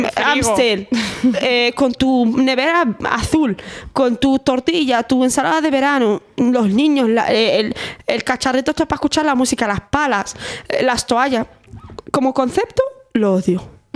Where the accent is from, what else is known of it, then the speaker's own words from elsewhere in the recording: Valladolid, Castile and León, Spain; also born or lived in Sahara; yo soy de Valladolid. Entonces, bueno, soy del Sahara, pero criada en Valladolid.